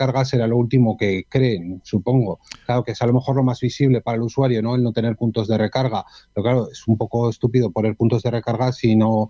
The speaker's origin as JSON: {"language": "Spanish", "town": "Zaragoza", "region": "Aragon", "country": "Spain", "said": "yo aquí por la zona de Zaragoza, de donde soy"}